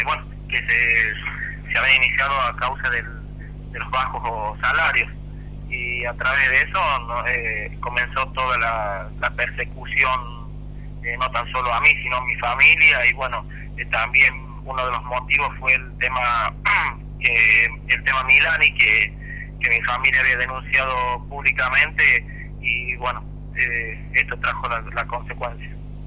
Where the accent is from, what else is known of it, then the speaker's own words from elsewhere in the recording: Chilecito, La Rioja, Argentina; yo soy de Chilecito